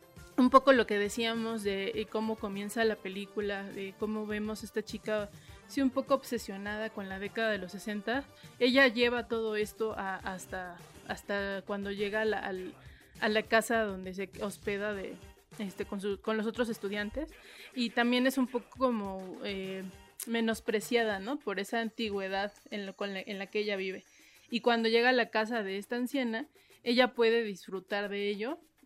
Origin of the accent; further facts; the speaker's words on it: Mexico City, Mexico; para los chilangos a lo mejor no nos parecerá tan violenta esta ciudad, pero sí lo es